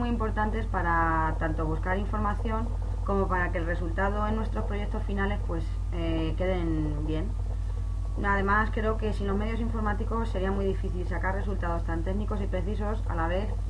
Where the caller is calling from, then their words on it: Ciudad Real, Castilla-La Mancha, Spain; llamo desde Ciudad Real.